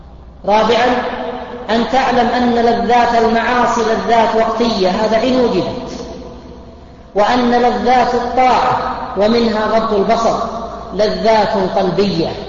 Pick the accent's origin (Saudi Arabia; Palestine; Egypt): Saudi Arabia; Buraydah, Al-Qassim; عندنا في بريدة